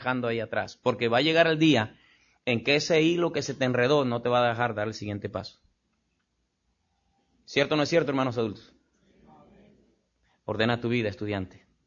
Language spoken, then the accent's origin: Spanish; Mexico; Y así somos los mexicanos, pero no debemos ser así los cristianos.